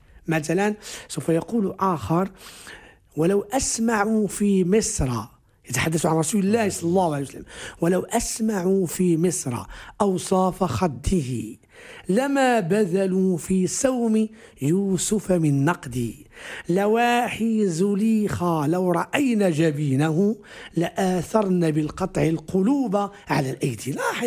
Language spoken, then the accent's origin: Arabic; Morocco; accent: Moroccan Darija; حين نتحدث مثلا في دارجتنا المغربية